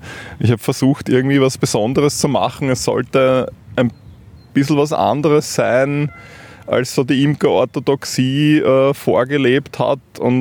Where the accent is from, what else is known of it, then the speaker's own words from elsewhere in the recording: Vienna, Austria; Aber ich bin in Wien aufgewachsen und habe eigentlich da nicht so viel Bezug. Ich kann auch die Sprache leider nicht.